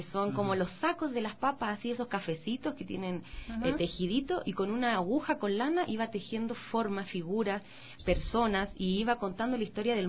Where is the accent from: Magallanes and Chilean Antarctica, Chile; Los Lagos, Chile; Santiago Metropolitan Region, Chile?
Magallanes and Chilean Antarctica, Chile; Punta Arenas; yo crecí en Punta Arenas, que es la ciudad, una de las ciudades más australes del país. Ahí hay pingüinos, hay nieve, hace frío, claro. Está cerca de la Antártica.